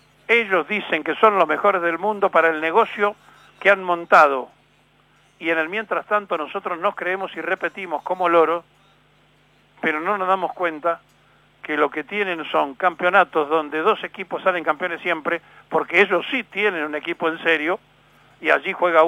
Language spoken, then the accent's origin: Spanish; Argentina; los argentinos no sabemos trabajar en equipo porque no tenemos una comunidad organizada.